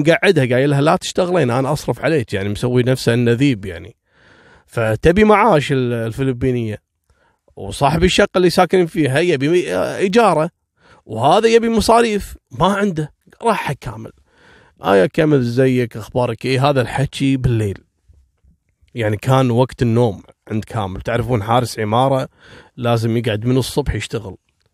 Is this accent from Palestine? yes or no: no; Kuwait; طبعا هذا مجرم عندنا في الكويت لانه غير قانوني.